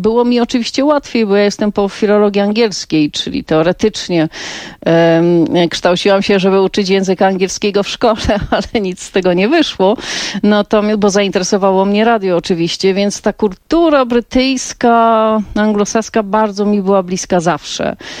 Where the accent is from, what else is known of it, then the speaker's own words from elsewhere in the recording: Silesian Voivodeship, Poland; bo jestem ze Śląska, ja byłam na studiach wtedy w Opolu, tata na Śląsku w Tychach.